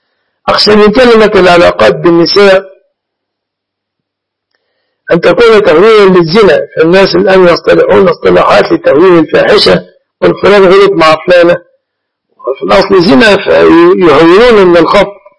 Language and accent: Arabic; Egypt; وإما في بلادنا مصر مثلا إن استطعت أن تقول نصف الشعب المصري ساكن مؤزر